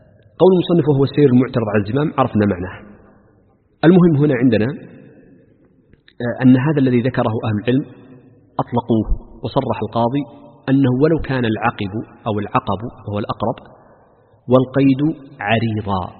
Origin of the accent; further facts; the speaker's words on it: Makkah Province, Saudi Arabia; accent: Meccan; المداس في لهجتنا خاصة في لهجة أهل مكة وما جاورها، المداس هو النعل أكرمكم الله.